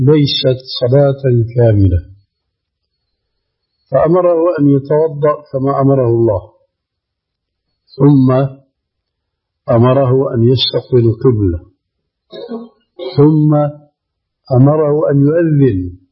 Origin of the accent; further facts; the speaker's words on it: Damascus, Damascus Governorate, Syria; كما يقول عندنا في دمشق مفشلة